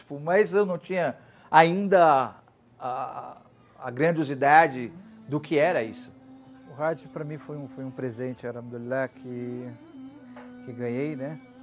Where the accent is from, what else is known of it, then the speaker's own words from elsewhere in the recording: Brazil; E eu falei, sou brasileiro.